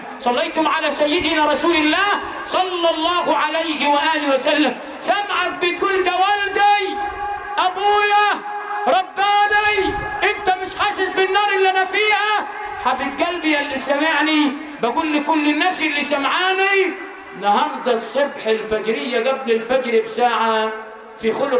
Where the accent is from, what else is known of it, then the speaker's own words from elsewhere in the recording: Sharqia Governorate, Egypt; علمونا كده عندنا في الشرقية